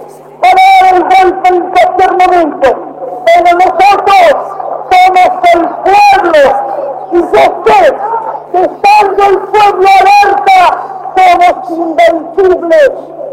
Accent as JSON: {"language": "Spanish", "country": "Argentina", "said": "Soy un hombre de bien. Soy un argentino."}